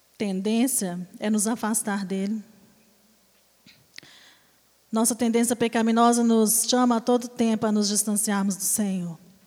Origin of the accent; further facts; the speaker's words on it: Brazil; Porque nós, principalmente, como brasileiros, nós sempre damos um jeitinho para justificar algo.